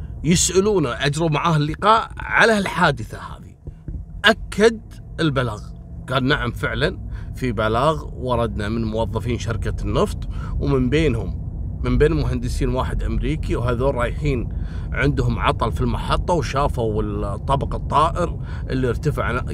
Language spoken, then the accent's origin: Arabic; Kuwait